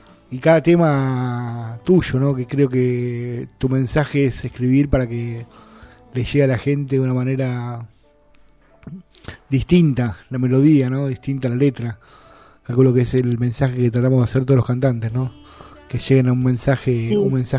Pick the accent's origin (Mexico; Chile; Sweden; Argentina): Argentina; acá nosotros, como argentinos, para nosotros es muy difícil llegar